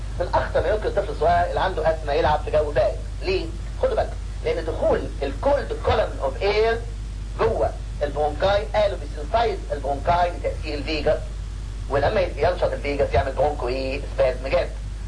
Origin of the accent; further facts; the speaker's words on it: Egypt; في ناس كتير تيجي من بره عندنا في مصر هنا